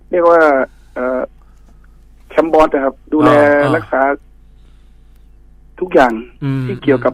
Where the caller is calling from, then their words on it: Bangkok, Thailand; อยู่กรุงเทพนี่นะครับผม